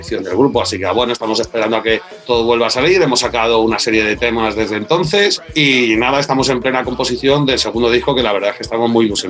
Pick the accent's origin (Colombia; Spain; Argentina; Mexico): Spain; Madrid, Community of Madrid; somos todos de Madrid. Bueno, Marco no, el que es de Burgos, pero bueno, todos vivimos en Madrid.